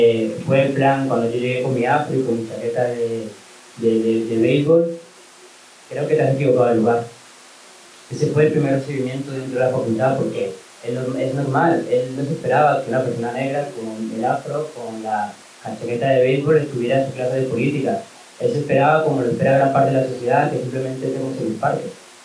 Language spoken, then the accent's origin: Spanish; Colombia; born there; Yo nací en Colombia y tengo muchos hermanos